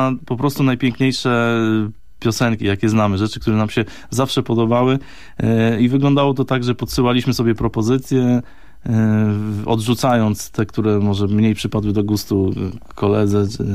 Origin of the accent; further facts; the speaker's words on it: Gostynin, Masovian Voivodeship, Poland; also born or lived in Katowice; Ja pochodzę z Gostynina, to jest taka miejscowość w centralnej Polsce. Później trafiłem do Katowic jako na studia.